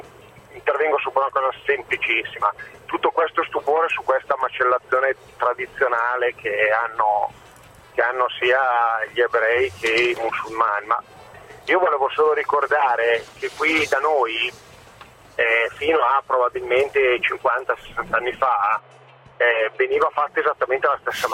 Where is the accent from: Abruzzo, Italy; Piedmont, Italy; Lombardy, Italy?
Lombardy, Italy; Milan; born there; Io sono un cittadino con parenti in campagna, sono nato a Milano, ma i miei nonni erano campagnoli, per cui voglio dire erano degli agricoltori